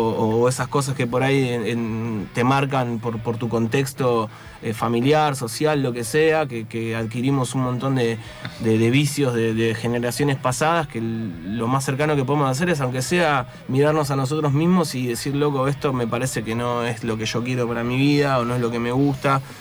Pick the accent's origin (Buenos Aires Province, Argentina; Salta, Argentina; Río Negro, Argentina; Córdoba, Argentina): Buenos Aires Province, Argentina; Haedo; Yo soy de la zona, soy de Aedo.